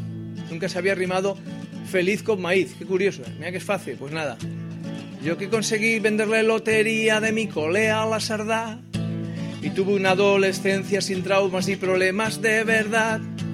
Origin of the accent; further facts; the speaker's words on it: Barcelona, Catalonia, Spain; soy de Horta. Mi vida son recuerdos del barrio de Horta cuando yo era pequeño, 9 años, y era un barrio normal, que se dice ahora transversal, ricos, pobres y regulares.